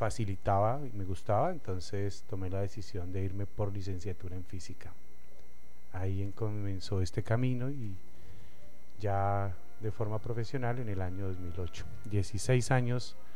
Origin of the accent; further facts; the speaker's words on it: Bogotá, Colombia; Pero sí, no. Yo soy Rolo de Bogotá, no, el otro no.